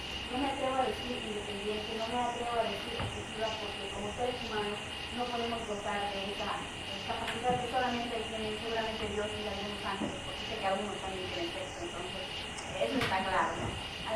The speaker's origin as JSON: {"language": "Spanish", "country": "Bolivia", "said": "No tenemos que tener esa capacidad reactiva que hasta ahora hemos venido manejando como bolivianos"}